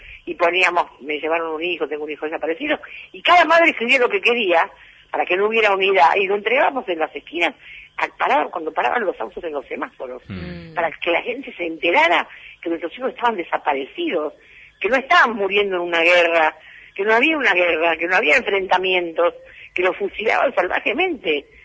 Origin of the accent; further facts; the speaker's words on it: Punta Lara, Buenos Aires Province, Argentina; Yo vengo de Punta Lara, no pasaba nada.